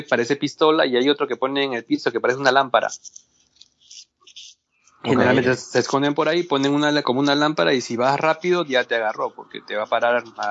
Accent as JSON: {"language": "Spanish", "country": "Peru", "said": "Sí, soy peruano. Soy peruano, fue descendiente, ¿sí?, de japoneses. Mis abuelos, sí, japoneses, de Okinawa."}